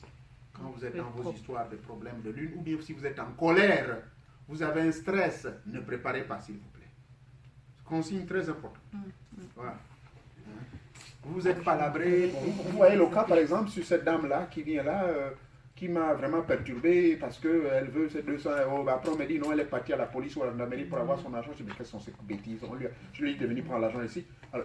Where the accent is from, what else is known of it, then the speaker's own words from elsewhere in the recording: United States; chez nous aux États-Unis, on appelle ça appartement studio.